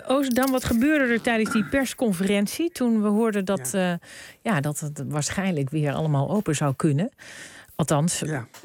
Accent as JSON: {"language": "Dutch", "country": "Netherlands", "said": "als reislustige volk. Want dat zijn wij Nederlanders, dat weten we."}